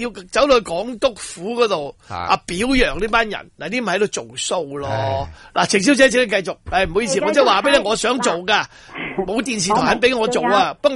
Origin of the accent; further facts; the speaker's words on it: Hong Kong; 佢直情当我哋香港人白痴啊！